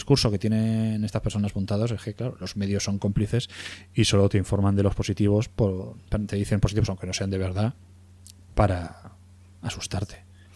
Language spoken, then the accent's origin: Spanish; Spain; soy español